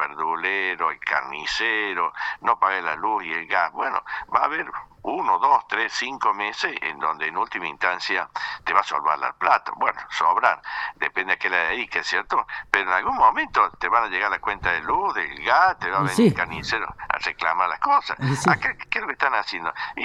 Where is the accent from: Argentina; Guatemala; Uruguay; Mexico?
Argentina; yo como argentino, si veo dos estaciones de servicio, uno que tiene empleado y otro sin empleado, voy a que tiene empleado.